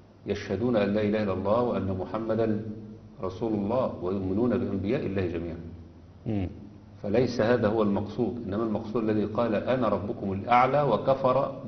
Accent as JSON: {"language": "Arabic", "country": "Egypt", "said": "لا انا مصري بحب مصر وعايش فيها"}